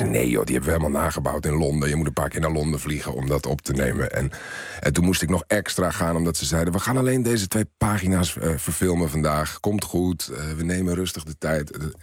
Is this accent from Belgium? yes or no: no; Italy; Ik ben opgegroeid in Italië.